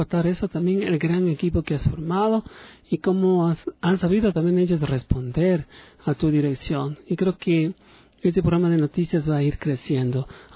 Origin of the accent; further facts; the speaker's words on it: Ecuador; Como ecuatorianos, como gestores de la cultura, del arte.